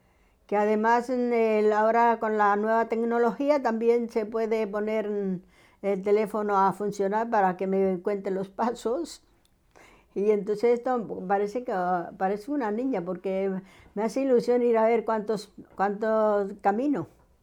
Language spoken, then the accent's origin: Spanish; Colombia; a los 20 años me he ido a la capital de Colombia, porque soy colombiana, ¿no? Y nací en el 48. Y entonces, pues eso, que he llegado a Bogotá, he vivido, he trabajado